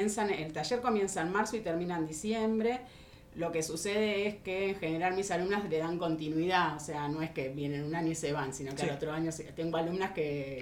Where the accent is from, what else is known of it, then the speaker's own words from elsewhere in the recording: Buenos Aires, Argentina; now in Mar de las Pampas, Argentina; En realidad yo soy de Buenos Aires, soy de Capital. En un momento de mi vida me mudé a la playa, a Mar de las Pampas. Me hice una casita ahí